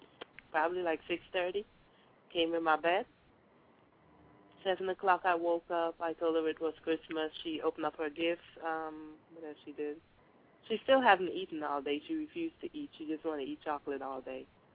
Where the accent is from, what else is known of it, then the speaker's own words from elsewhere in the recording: Trinidad & Tobago; I'm from Trinidad.